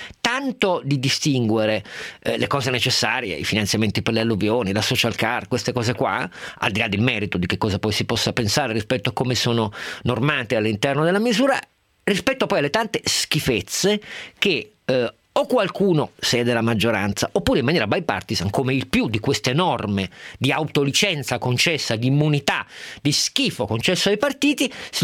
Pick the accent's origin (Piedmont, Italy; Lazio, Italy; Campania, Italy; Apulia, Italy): Piedmont, Italy; Turin; io che sono torinese